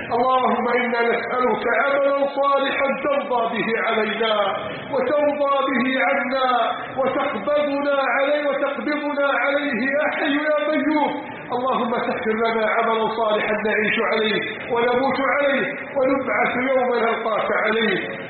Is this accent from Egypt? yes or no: yes; Egypt; اجعل بلدنا مصر عزيزة غنية شامخة بأهلها.